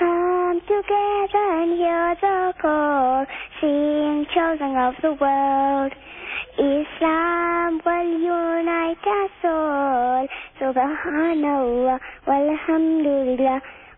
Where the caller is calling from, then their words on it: Indonesia; Indonesia.